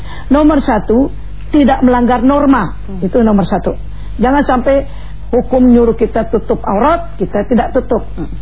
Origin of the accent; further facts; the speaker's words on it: Jakarta, Indonesia; Orang tua udah bingung, sebagai orang Betawi saya ini ya, dulu selalu begitu.